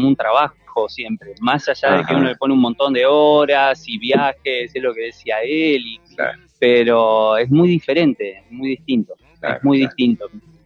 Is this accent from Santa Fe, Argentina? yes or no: yes; Santa Fe, Argentina; Soy de Santa Fe Capital, ajá.